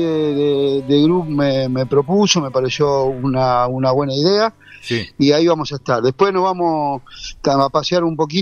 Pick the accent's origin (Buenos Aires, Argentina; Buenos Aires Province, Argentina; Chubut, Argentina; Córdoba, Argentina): Córdoba, Argentina; San Marcos Sierra; Estoy acá en mi pueblo, San Marcos Sierra, sí.